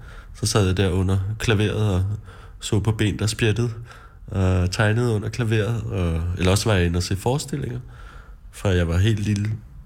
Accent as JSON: {"language": "Danish", "town": "Charlottenlund", "region": "Capital Region of Denmark", "country": "Denmark", "tie": "born or raised there", "said": "Ja, jeg voksede op i Charlottenlund, lidt nord for København."}